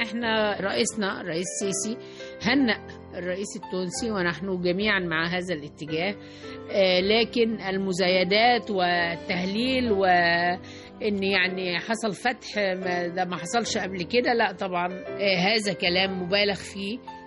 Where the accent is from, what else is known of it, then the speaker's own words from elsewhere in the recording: Egypt; احنا مصريين بنحب بلدنا وبنلتزم بسياستها الخارجية